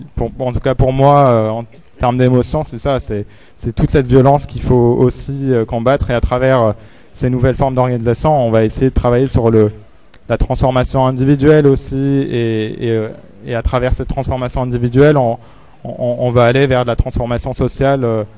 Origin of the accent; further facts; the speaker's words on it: Algeria; Moi, je suis algérien aussi.